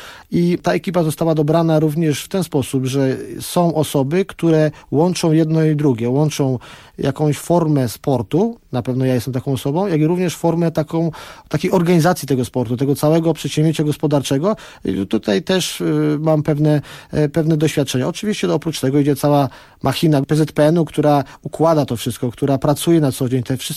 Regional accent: Kraków, Lesser Poland, Poland; Znam go z Krakowa, ja jestem z Krakowa, trener Nawałka jest z Krakowa.

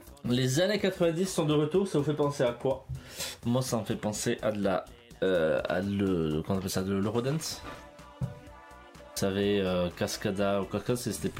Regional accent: Grand Est, France; Le 88, c'est parce que je viens des Vosges.

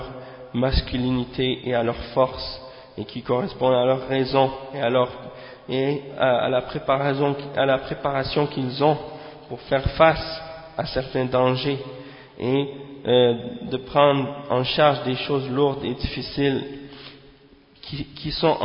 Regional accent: Montreal, Quebec, Canada; dans un quartier à Montréal, c'est-à-dire à Montréal Nord. Hein. Et bien entendu, c'est là que j'ai grandi, à Montréal Nord

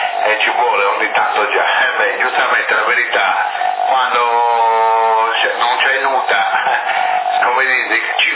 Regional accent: Sassari, Sardinia, Italy; mia madre è Teresa, dunque non sono sassarese puro, capito? Sono nato a Sassari, però non sono proprio sassarese

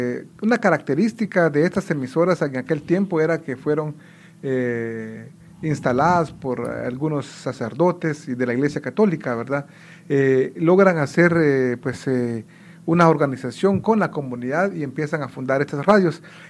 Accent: Guatemala; first language Kaqchikel; Spanish is a second language; Hice un saludo en mi idioma materno, que es el cachiquel allá en Guatemala.

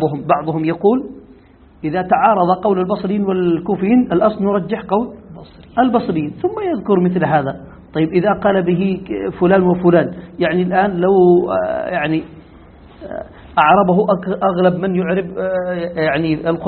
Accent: Yemen; ونحن نقول هذا مستعمل عندنا في اليمن كثير،

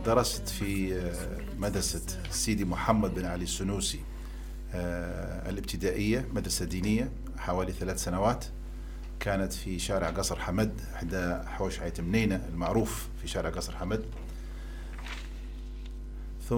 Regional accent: Benghazi, Libya; فالبيئة اللي تربيت فيها في بنغازي

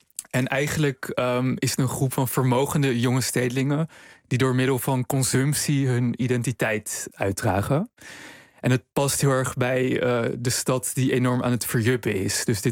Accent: Amsterdam, North Holland, Netherlands; Nou, ik ben zelf opgegroeid in Amsterdam en ik studeerde tijdens de crisisjaren.

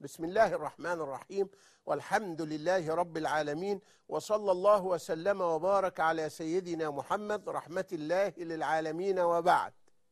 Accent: Egypt; ولكن بمثل شائع جدا عارفينه عندنا في مصر

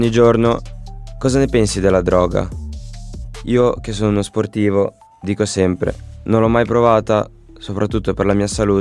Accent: Moldova; oggi ho portato una piccola presentazione del mio paese e anche qualche tradizione. Questo paese è la Moldavia, è un piccolo paese dell'Europa orientale situato tra Romania e Ucraina.

